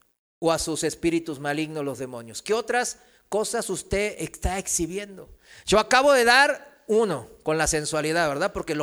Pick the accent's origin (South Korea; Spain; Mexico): South Korea; Spanish is a second language; en mi país, en Corea